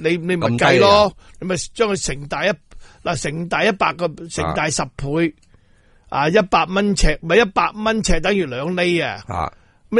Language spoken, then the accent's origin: Cantonese; Hong Kong; 因为而家我哋香港人生前咧、就俾啲地产霸权咧欺凌到咧冇瓦遮头